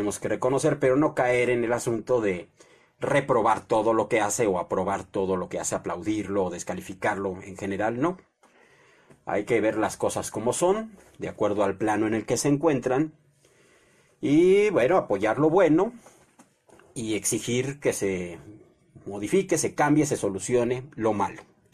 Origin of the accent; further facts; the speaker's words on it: Mexico; Todos somos ciudadanos mexicanos.